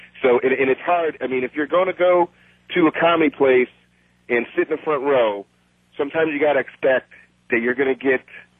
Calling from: Brooklyn, New York, United States; And I'm calling in from Brooklyn, New York.

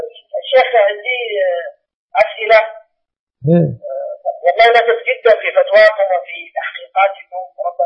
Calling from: Sudan; أنا متصل من السودان يا شيخنا

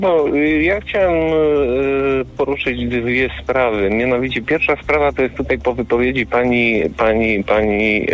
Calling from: Subcarpathian Voivodeship, Poland; Ja dzwonię z mojej wioski koło Tarnobrzega.

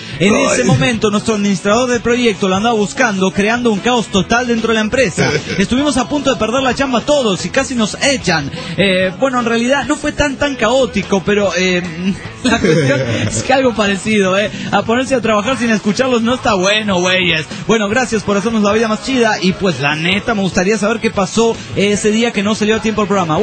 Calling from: Villahermosa, Tabasco, Mexico; de Villahermosa, Tabasco, México.

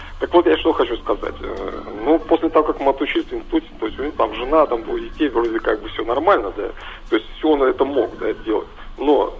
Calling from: Kirov Oblast, Russia; Да, я из Кировской области звоню.

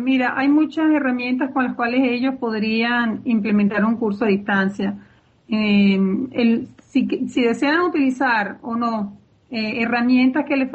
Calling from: Caracas, Capital District, Venezuela; Yo estoy en Caracas, en Venezuela.

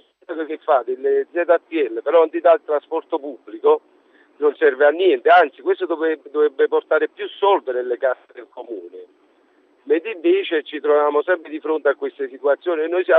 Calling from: Naples, Campania, Italy; Sono di Napoli, chiaramente vivo in prima persona questa situazione.

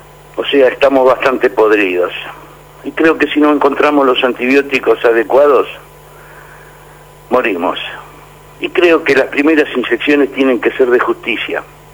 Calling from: Buenos Aires, Argentina; de la Boca.

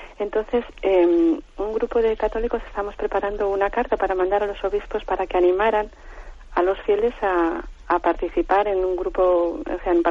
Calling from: Santander, Cantabria, Spain; de Santander.

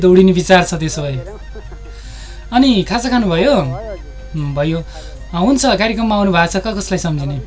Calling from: Pokhara, Gandaki Province, Nepal

